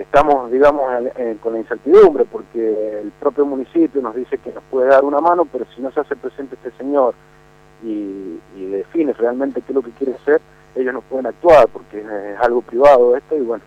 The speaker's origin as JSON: {"language": "Spanish", "town": "Maipú", "region": "Mendoza", "country": "Argentina", "said": "somos maipucinos, somos mendocinos"}